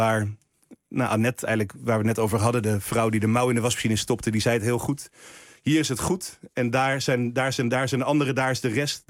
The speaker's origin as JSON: {"language": "Dutch", "town": "Texel", "region": "North Holland", "country": "Netherlands", "tie": "born or raised there", "said": "ik ben wel echt van Texel. Maar als je echt de Texelaars vraagt, ben ik nog steeds import. Ook al is het getrapt."}